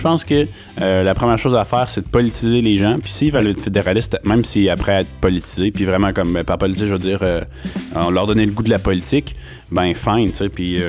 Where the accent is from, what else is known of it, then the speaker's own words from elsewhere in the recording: Quebec, Canada; si les Québécois, si on veut que le Québec soit libre, ben, le Québec peut